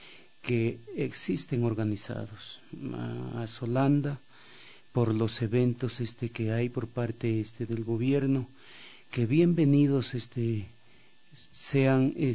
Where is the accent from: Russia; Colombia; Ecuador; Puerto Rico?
Ecuador; nosotros, como ecuatorianos, como ciudadanos y ciudadanas